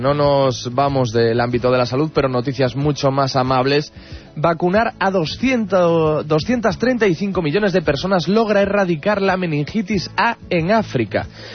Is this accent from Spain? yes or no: yes; Spain; Es curioso porque yo podría decir exactamente lo mismo siendo español.